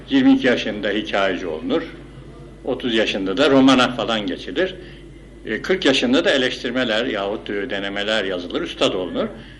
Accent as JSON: {"language": "Turkish", "region": "Istanbul", "country": "Turkey", "tie": "born there", "said": "1915 yılında İstanbul'da dünyaya gelmişim."}